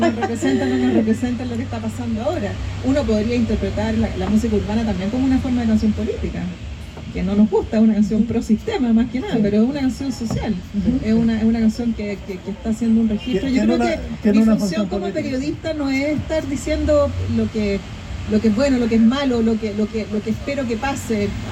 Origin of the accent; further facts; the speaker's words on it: Chile; hay códigos que son muy elocuentes sobre cómo somos los chilenos